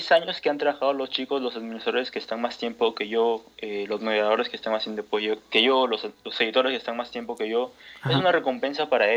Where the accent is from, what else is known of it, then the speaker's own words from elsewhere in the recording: Chiclayo, Lambayeque, Peru; now in Trujillo, Peru; yo tengo 19 años, soy de Perú, soy chiclayano, soy del norte de Perú.